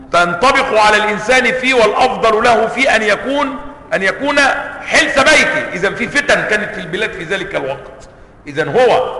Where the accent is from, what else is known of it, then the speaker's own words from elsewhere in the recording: Cairo, Cairo Governorate, Egypt; القرافة عندنا في القاهرة